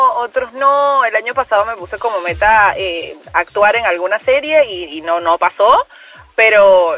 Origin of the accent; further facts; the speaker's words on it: Venezuela; Sí, soy de Venezuela.